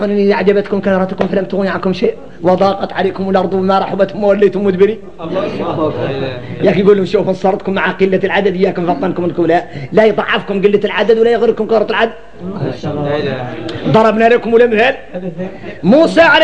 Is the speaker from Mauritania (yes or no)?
yes; Mauritania; احنا موريتاني غريبين